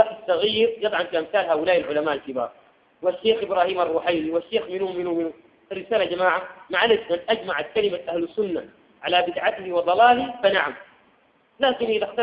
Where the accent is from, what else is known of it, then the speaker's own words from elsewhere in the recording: Sudan; لكن تخفيفها بيوم معين كما عندنا في السودان